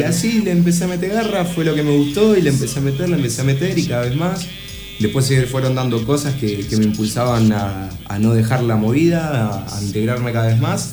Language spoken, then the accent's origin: Spanish; Rafaela, Santa Fe, Argentina; Desde Rafaela directo, representando la ciudad, la zona, en lo posible. Siempre digo que soy de Santa Fe cuando voy a pintar afuera